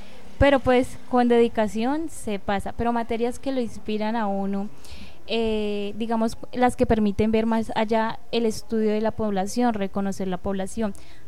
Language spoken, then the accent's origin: Spanish; Meta, Colombia; yo no crecí en Mapiripán, sino más abajo de Mapiripán. O sea, está Mapiripán y como a 3-4 horas queda el pueblo en que yo crecí. Entonces, digamos, es como para decir, yo vivo por esos lados, pero yo vivo más abajo.